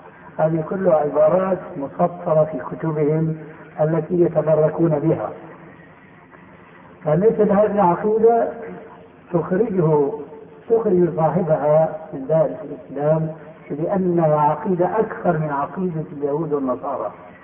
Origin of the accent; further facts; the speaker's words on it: Syria; بعض العلماء عندنا في سوريا